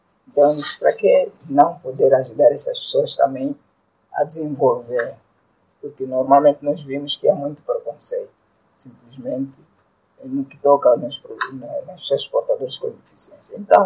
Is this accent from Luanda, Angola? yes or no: yes; Cazenga, Luanda, Angola; conhecer o Sr. Felisberto foi através de uma palestra que foi do empreendedor, também num Cazenga, sou do Cazenga.